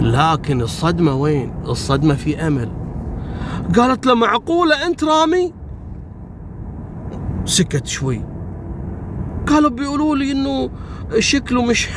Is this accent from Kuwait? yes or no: yes; Kuwait; والله ذكرتني بوحدة قصة صارت عندنا في الكويت